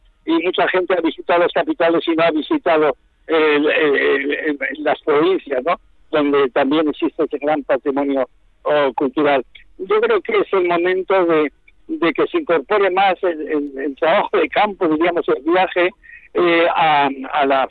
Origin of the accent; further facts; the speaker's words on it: Spain; nosotros nos afirmamos como españoles no solo porque la patria, la nación nos garantiza un espacio de libertad